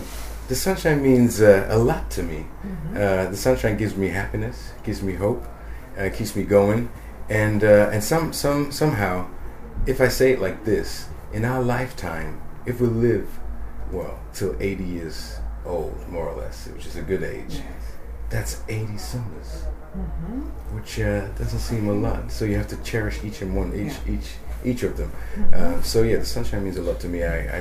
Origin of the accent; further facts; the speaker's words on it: Ghana; born there; now in England; I can say, I was born in Ghana.